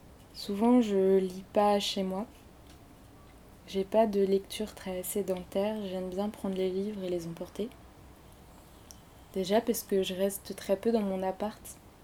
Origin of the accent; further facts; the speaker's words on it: Orléans, Centre-Val de Loire, France; now in Paris, France; Je prends le train entre Paris et Orléans. Parce que je suis originaire d'Orléans. Mes parents vivent toujours là-bas.